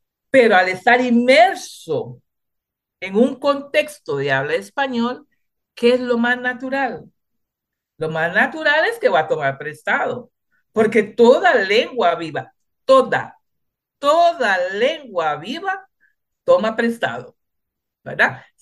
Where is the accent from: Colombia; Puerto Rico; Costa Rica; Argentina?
Costa Rica; Limón; first language Limonese Creole; Spanish is a second language; yo hablé criolla antes de hablar español. ¿Verdad? Porque nací en Limón, nací de unos padres que no hablaban español